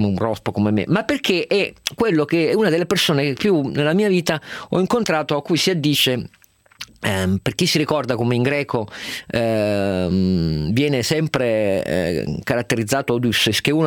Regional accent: Turin, Piedmont, Italy; perché sono torinese

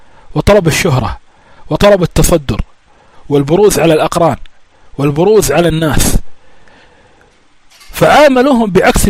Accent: Kuwait; ها صار عندنا بالكويت عدة مرات

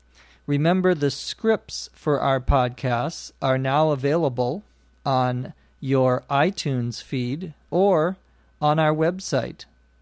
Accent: Los Angeles, California, United States; from Los Angeles, California.

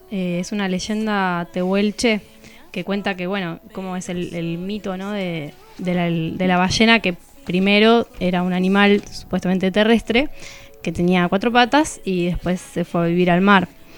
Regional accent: Comodoro Rivadavia, Chubut, Argentina; yo soy de Comodoro, y cuando estaba estudiando en la escuela, fui a una escuela técnica, uh-huh, que quedaba justo enfrente del mar, una escuela de biología marina

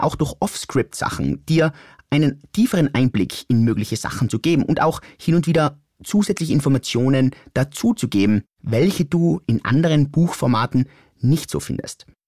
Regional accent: Innsbruck, Tyrol, Austria; accent: Innsbruck dialect; Und auch wenn ich vielleicht hin und wieder meinen Innsbrucker Dialekt ein bisschen zum Vorschein bringe

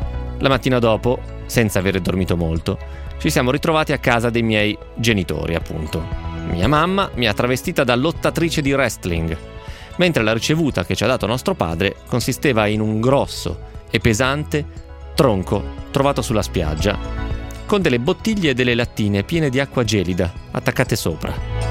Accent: Mexico City, Mexico; moved away as an adult; also born or lived in Turin; now in St Andrews, United Kingdom; ho 21 anni. Sono nata a Torino, ma sono cresciuta a Città del Messico. È da 3 anni che vivo a St. Andrews, in Scozia, dove mi sono trasferita per l'università.

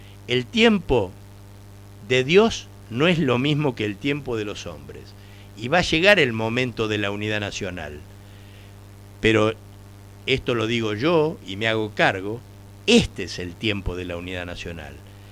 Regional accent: Argentina; somos competitivos los argentinos

